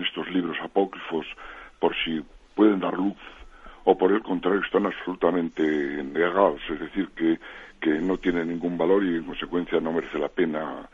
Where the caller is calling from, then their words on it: Bilbao, Basque Country, Spain; de Bilbao.